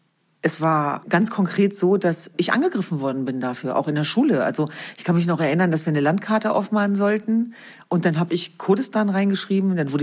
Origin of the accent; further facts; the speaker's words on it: Germany; born there; Ich bin zwar in Deutschland geboren, aber das Jesidentum war tatsächlich verhaltensbestimmend